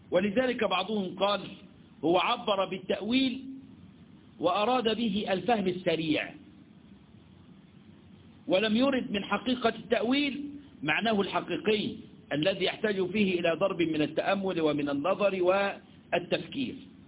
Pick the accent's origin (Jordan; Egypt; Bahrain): Egypt; عندنا في مصر بيقولوا عليها ايه؟ الكوشة. ما احنا لنا مصطلحات يا اولاد